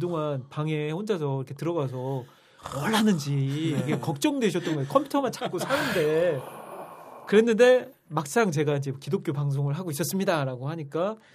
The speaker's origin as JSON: {"language": "Korean", "town": "Iksan", "region": "North Jeolla", "country": "South Korea", "tie": "born or raised there", "said": "제가 이제 고향이 전라북도 익산인데"}